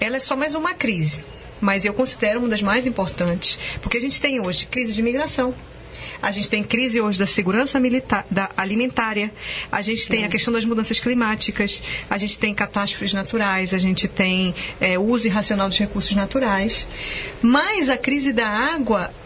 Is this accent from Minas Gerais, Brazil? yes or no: no; Manaus, Amazonas, Brazil; Como é que no Brasil, eu sou de Manaus, né? Sou lá da Amazônia, muita água, água cruzando a cidade.